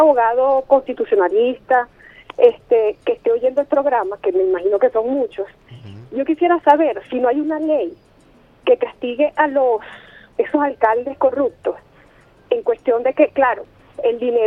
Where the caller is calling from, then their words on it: Horizonte, Miranda, Venezuela; de aquí de Horizonte, municipio Sucre, del estado Miranda.